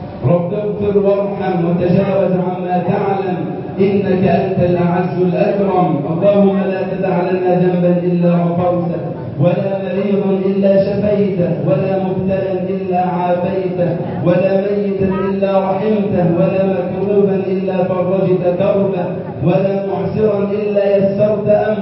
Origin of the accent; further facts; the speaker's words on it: Egypt; واجعل يا ربنا بلدنا مصر أمنا أمانا وسائر بلاد المسلمين